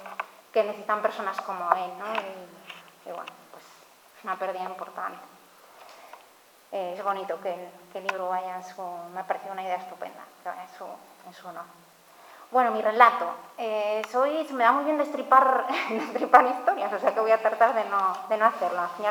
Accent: Ribadesella, Asturias, Spain; a Ribadesella, mi pueblo adoptivo de cría, esos retornos en bus

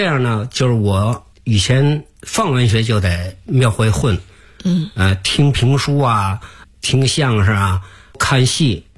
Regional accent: Beijing, China; 我还想画北京的一条街，从新街口一直画到西直门，因为我在这儿长大的

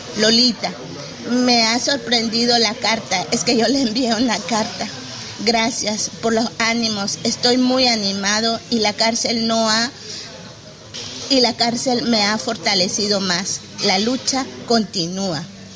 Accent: Quiché, Guatemala; A mi pueblo Quiché le digo gracias porque el camino continúa

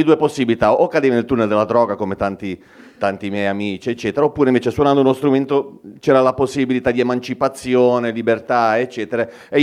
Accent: Genoa, Liguria, Italy; La prima premessa è che non sono proprio di Genova, ma sono di Bolzaneto.

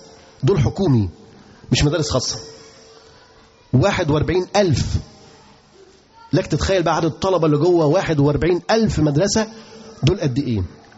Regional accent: Egypt; انتوا عارفين في كام طالب عندنا في مصر بيتعلم؟

